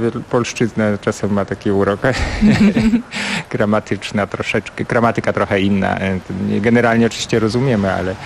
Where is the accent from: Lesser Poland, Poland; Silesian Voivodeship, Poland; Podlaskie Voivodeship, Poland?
Podlaskie Voivodeship, Poland; na Podlasiu, gdzie się wychowałem, jeszcze w moim dzieciństwie odróżniano wymowie CH i H.